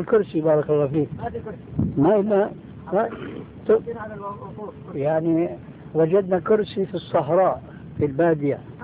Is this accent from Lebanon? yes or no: no; Syria; لكن كما يقولون عندنا في الشام بده هز كتاب